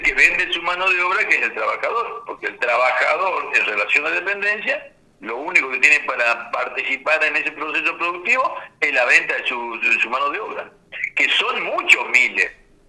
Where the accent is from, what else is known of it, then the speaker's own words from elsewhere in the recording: Salta, Argentina; pues yo soy de Salta y estuve en Misiones estos días